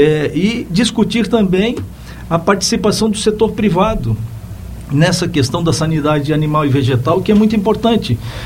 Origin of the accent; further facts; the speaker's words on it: Bom Retiro, Santa Catarina, Brazil; Eu, como sou de Bom Retiro, no interior de Santa Catarina, eu tenho essa nítida realidade na minha consciência.